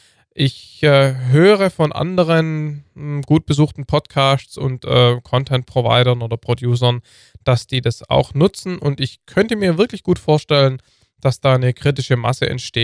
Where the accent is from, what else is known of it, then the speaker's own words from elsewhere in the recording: Heidenheim, Baden-Württemberg, Germany; born there; Heidenheim, meiner Geburtsstadt auch.